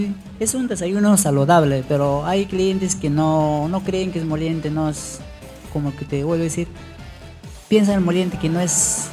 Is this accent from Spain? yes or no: no; Cajamarca, Peru; now in Callao, Peru; No soy chalaco, soy cajamarquino.